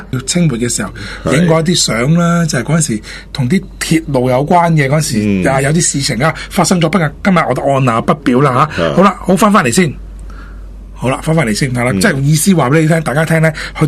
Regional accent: China; 我唔好话我哋外国人先啦，我哋即系中国人咧听翻嗰啲。

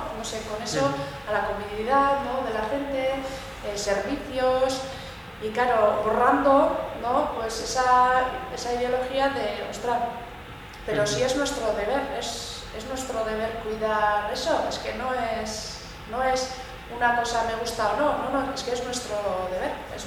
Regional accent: Bilbao, Basque Country, Spain; yo soy de Bilbao y yo vivía en Recalde

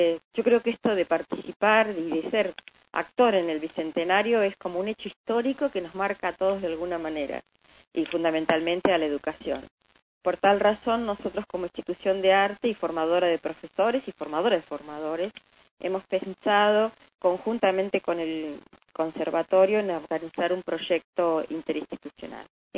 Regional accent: Argentina; ¿Qué significación tiene para nosotros como argentinos el celeste y blanco?

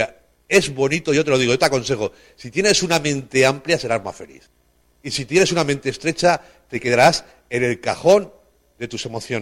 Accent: Spain; Y mira, yo soy español, ¿vale? Como tú.

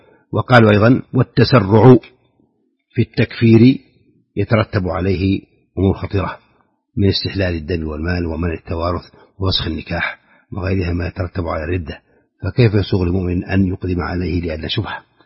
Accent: Saudi Arabia; في بلادنا المملكة العربية السعودية

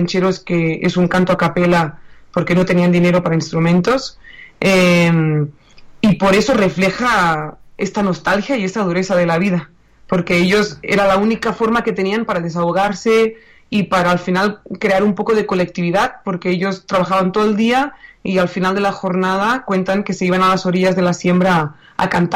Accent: Catalonia, Spain; desde Barcelona, ¿no? Y yo soy catalana

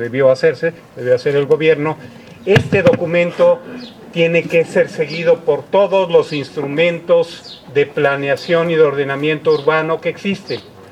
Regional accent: Oaxaca, Mexico; los involucrados son los vecinos y somos todos los oaxaqueños

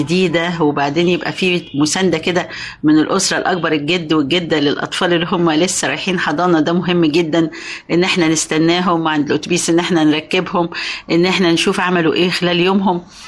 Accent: Kafr El Sheikh Governorate, Egypt; عندنا في كفر الشيخ في استعدادات الحقيقة لاستقبال الولاد

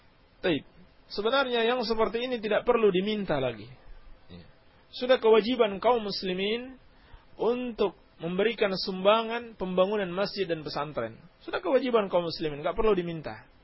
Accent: Banjar, Indonesia; …. Saya dari Banjar.

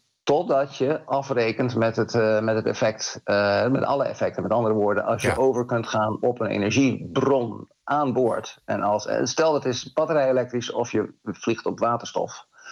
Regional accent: Netherlands; keren wij als Nederlander in het vliegtuig stappen

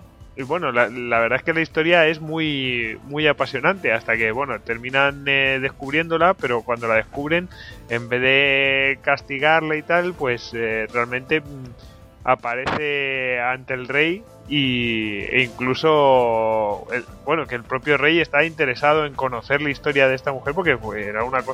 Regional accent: Spain; Yo que soy español y puedo criticar un poco a los ingleses

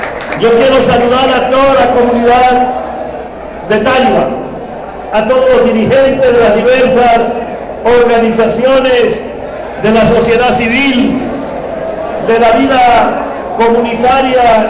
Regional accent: Táriba, Táchira, Venezuela; somos tachirenses y somos venezolanos, pero sobre todo somos tarireros que llevamos a la Virgen de la Consolación en el cariño y en el corazón de este pueblo.

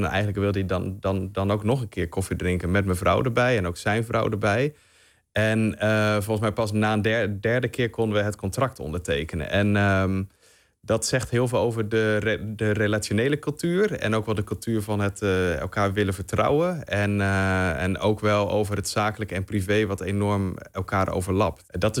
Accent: Netherlands; Maar ja, ik als Nederlander in ieder geval zou dat nooit doen.

